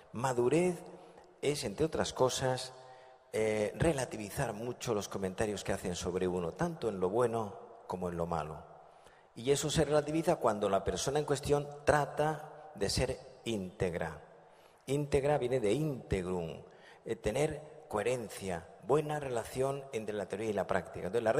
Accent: Andalusia, Spain; now in Madrid, Spain; Dicen en mi tierra, yo soy andaluz, aunque vivo en Madrid, y dicen en Andalucía

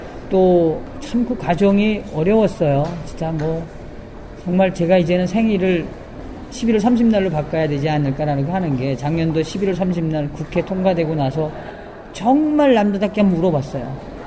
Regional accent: North Korea; now in South Korea; 저는 우리 탈북자들이 이제는 정말 대한민국의 리더가 돼야 한다고

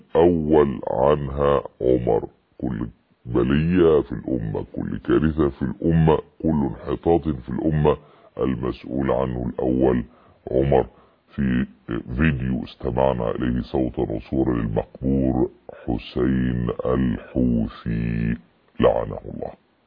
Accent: Egypt; يعني عندنا في مصر لو قلت الكلام ده يضربون بالنعال

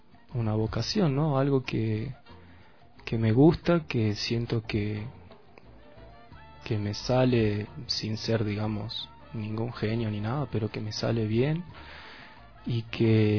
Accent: La Caldera, Salta, Argentina; salí de La Caldera, salí de Salta con un grupo muy querido de amigos de ahí del pueblo

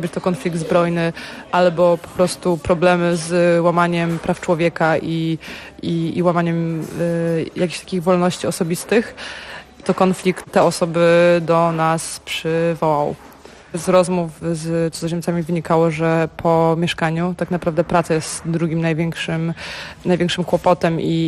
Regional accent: Gdańsk, Pomeranian Voivodeship, Poland; Tak, jestem Polką, jestem z Gdańska.

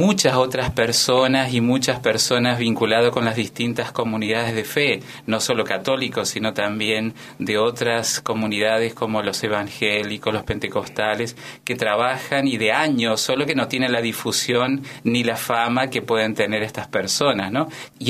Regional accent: Eugenio Bustos, Mendoza, Argentina; Venimos de la provincia de Mendoza, a 100 kilómetros de la capital está el departamento San Carlos, y que es la villa de cabecera del departamento donde reside el municipio y desde donde se gobierna todo el departamento. El pueblo en concreto se llama Eugenio Bustos

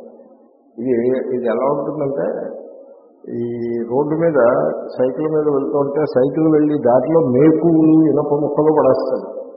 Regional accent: Rajahmundry, Andhra Pradesh, India; మా చిన్నప్పుడు రైలు, రాజమండ్రిలో రైలు, రైలు అప్పుడు మొదటిసారి చూసాం

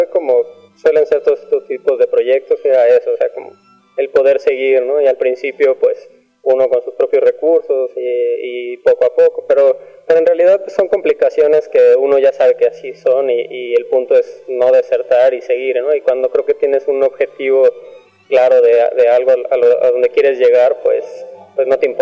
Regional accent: Mexico; que son parte de quiénes somos como mexicanos.

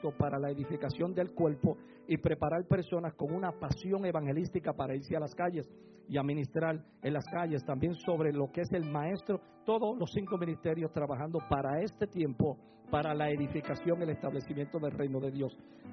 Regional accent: Puerto Rico; Como puertorriqueño, al fin, me gusta el bullicio.

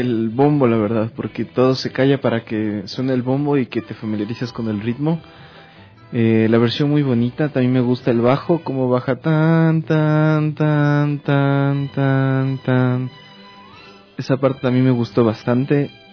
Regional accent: Quito, Pichincha, Ecuador; Sí, yo vengo de Quito.

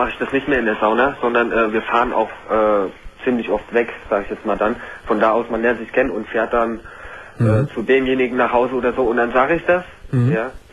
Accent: Hesse, Germany; also ich komme aus der Nähe von Frankfurt

